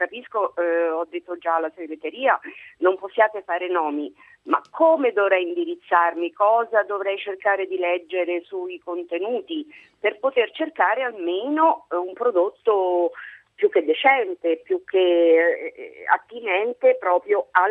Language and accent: Italian; Rome, Lazio, Italy; io sono di Roma e quindi gli miei acquisti sono su Roma